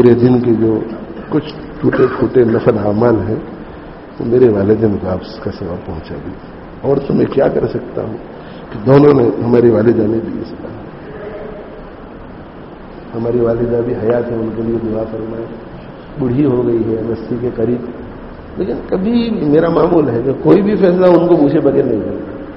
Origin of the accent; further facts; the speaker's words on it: Leicester, East Midlands, United Kingdom; دیکھو میں انگلینڈ میں بڑا ہوا ہوں